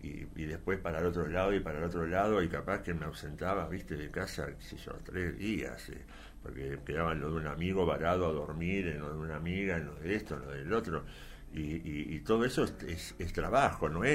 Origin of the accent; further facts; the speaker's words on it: Ciudad Evita, Buenos Aires Province, Argentina; yo soy de Ciudad Evita, por ejemplo, sí. oriundo